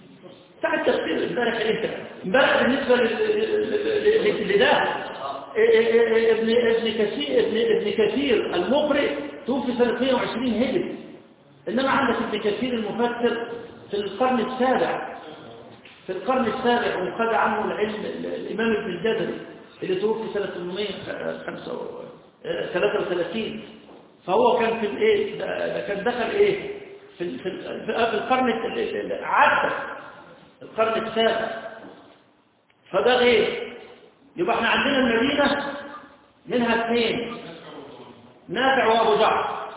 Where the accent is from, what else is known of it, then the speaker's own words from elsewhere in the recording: Egypt; إحنا كمصريين قراءة اللي هي قراءة